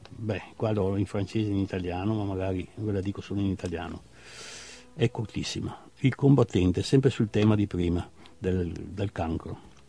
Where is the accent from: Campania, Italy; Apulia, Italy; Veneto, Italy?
Veneto, Italy; accent: Treviso dialect; first language Treviso dialect; Italian is a second language; Ho cominciato col mio dialetto trevisano, che è sicuramente la mia madrelingua, e poi man mano che ho appreso altri idiomi, mi sono ancora e sempre domandato cos'è la vita.